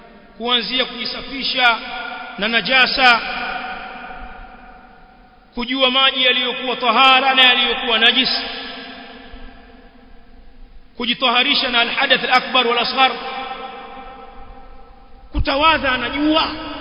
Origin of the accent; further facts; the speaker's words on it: Tanga, Tanga Region, Tanzania; Baadhi ya misikiti kama kule kwetu Tanga